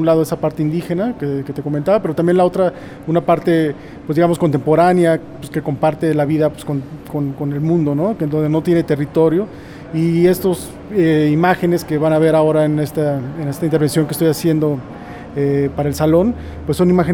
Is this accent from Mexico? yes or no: yes; Juchitán, Oaxaca, Mexico; vengo de México, en específico de un estado que está al sur, que se llama Oaxaca, y dentro de ese estado, en un lugar más que se llama Juchitán. Es un pueblo pues de mayoría indígena, un pueblo rural